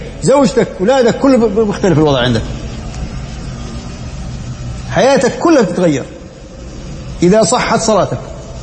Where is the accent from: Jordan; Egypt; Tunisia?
Jordan; 10 دنانير يعني عندنا في الأردن حوالي بجوز 25,000 تقريبا